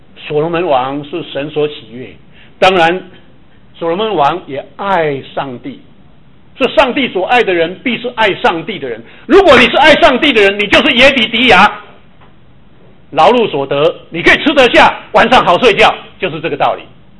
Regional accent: Taiwan; 我是从台湾来的，会不会讲闽南话？

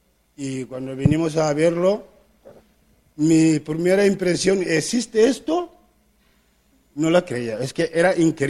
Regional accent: Gambia; Spanish is a second language; de Gambia.

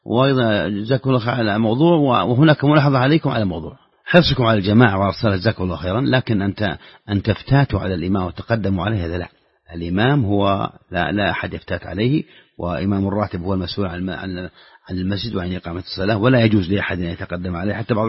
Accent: Saudi Arabia; خاصة إذا كنت في السعودية وهو يبدو لك فعلا هذا لأن حافز عندنا في السعودية

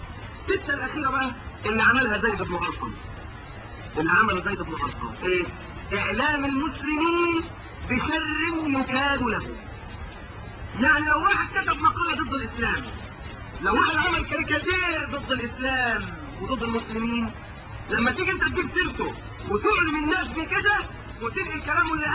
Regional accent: Egypt; انما احنا مصريين

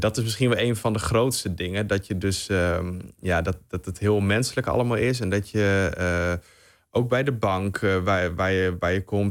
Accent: Netherlands; Maar ja, ik als Nederlander in ieder geval zou dat nooit doen.

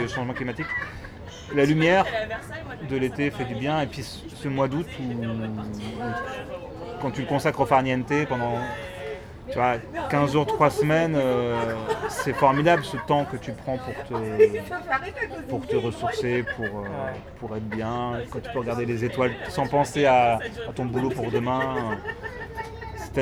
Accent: Hauts-de-France, France; Oui, je suis du Nord, ouais. On parle comme ça dans le Nord.

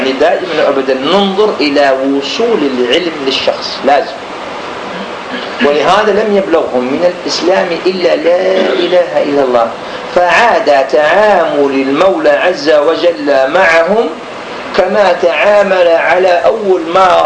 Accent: Algeria; مثلا الآن الخمر عندنا في الجزائر، الآن المجتمع العاصمة الآن الخمر

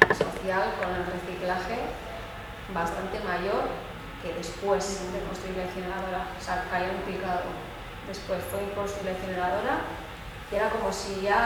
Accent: Bilbao, Basque Country, Spain; yo soy de Bilbao y yo vivía en Recalde

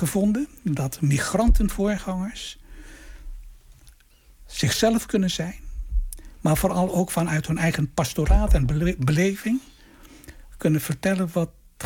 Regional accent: Wasu'u, Maluku, Indonesia; also born or lived in Apeldoorn; En toen zei ik kom uit het dorp Wasu'u. Dat is gelegen op het eiland Haruku.

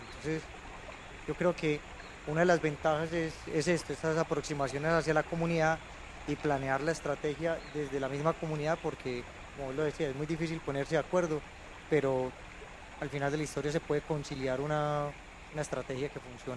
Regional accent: Medellín, Antioquia, Colombia; vengo de Medellín, y en Medellín me tocó ver suceder varios asuntos relacionados como con la protección de áreas

